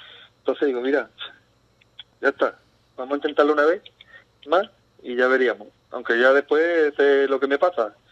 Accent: Ubrique, Andalusia, Spain; yo me siento ubriqueño. Uh-huh. De donde voy, digo, yo soy de Ubrique. Ya después, sí, la federación me dice que soy andaluz, que soy gaditano, pero yo, donde voy, digo, yo soy de Ubrique.

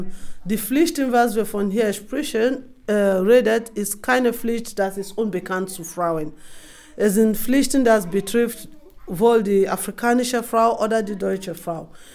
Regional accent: Nembe, Bayelsa, Nigeria; German is a second language; now in Germany; ich erkläre ein bisschen, von wo ich herkomme. Ich komme aus einem Ort namens Nembe.

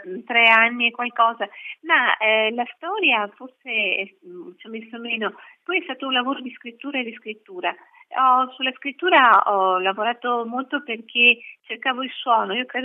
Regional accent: Vicenza, Veneto, Italy; Sì, io sono di Vicenza, una città bellissima.

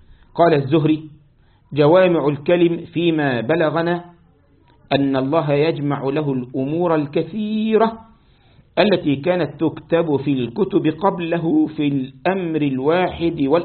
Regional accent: Egypt; زي ما احنا بعض الأشرب عندنا في مصر وفي الشام يسموها بوظة.

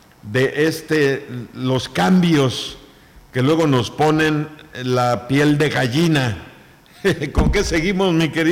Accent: Chicxulub Pueblo, Yucatán, Mexico; allá de donde vengo yo, desde Chicxulub Pueblo, cayó un tormentón en la tarde

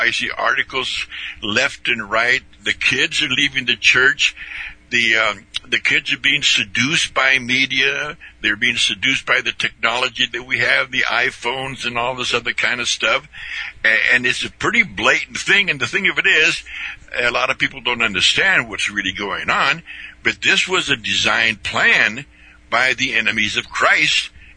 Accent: Indio, California, United States; We grew up out there in Indio, California, which is basically an agricultural community.

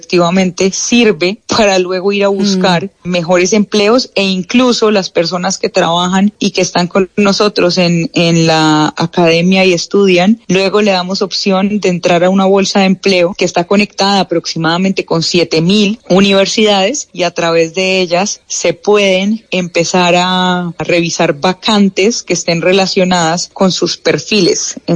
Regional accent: Colombia; eso es lo que somos los colombianos, somos gente positiva, somos gente emprendedora.

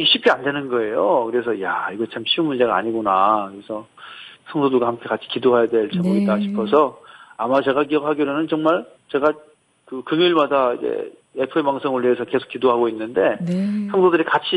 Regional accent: Jeju, South Korea; 저는 원래 제주도 출신이에요. 제주도에서 태어났고 또 대학 때문에 잠깐 이제 육지로 올라왔다가 네. 다시 제주도 내려오게 됐는데 벌써 내려온 지 10년 됐다고 합니다.

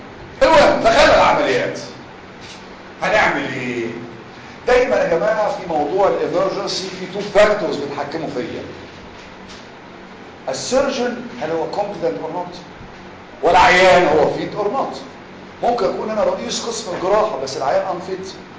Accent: Egypt; احنا بص يا جماعة احنا كمصريين دكاترة او غير دكاترة

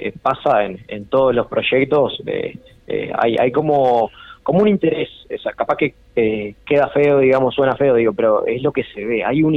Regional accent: Pando, Canelones, Uruguay; y bueno, yo que soy de Pando, pero estamos relativamente cerca, lo que nos separa es el arroyo Pando, digamos.

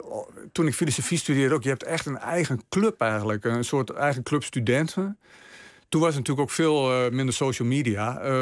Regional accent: Drenthe, Netherlands; Ik ben opgegroeid in Drenthe.

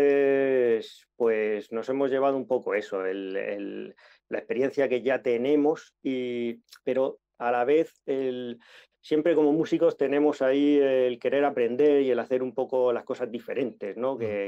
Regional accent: Murcia, Region of Murcia, Spain; dos de nosotros somos de Murcia y Miguel de Elche.

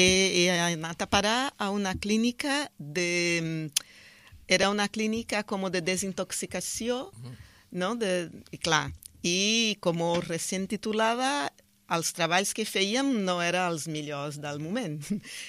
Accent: Brazil; Catalan is a second language; moved away; Sí, empecemos soc brasileira.

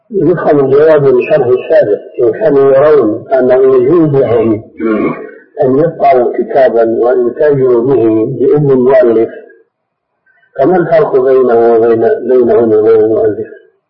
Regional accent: Egypt; عندنا في مصر. هذا في مصر.

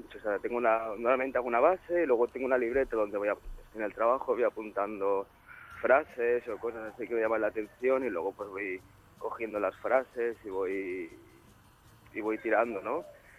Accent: Sant Joan Despí, Catalonia, Spain; nosotros somos de San Juan de Espí

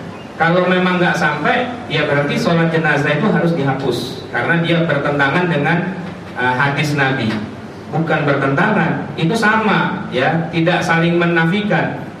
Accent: Jakarta, Indonesia; kita terbiasa karena kita orang Betawi

